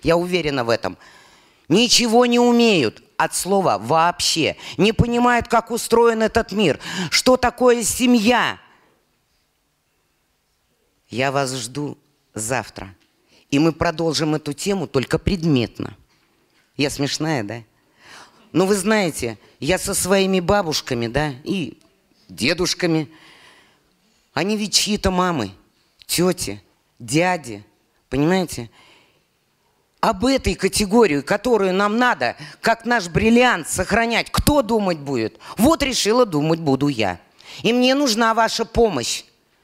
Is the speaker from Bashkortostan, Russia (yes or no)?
yes; Bashkortostan, Russia; born there; Я родилась в Башкортостане. 72 национальности, башкир 12%.